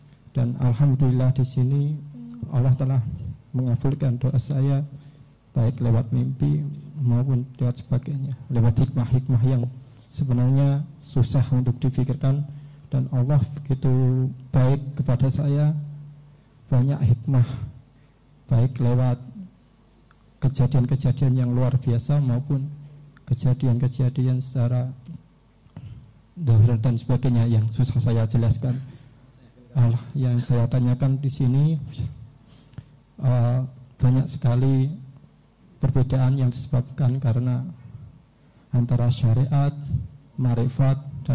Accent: Rembang, Central Java, Indonesia; now in Gonilan, Indonesia; Saya asli dari Rembang. Sekarang saya kuliah di UMS. Berdomisili di Gonilan.

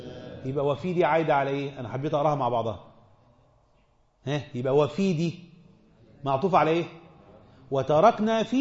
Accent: Egypt; ده انا وانت مصريين

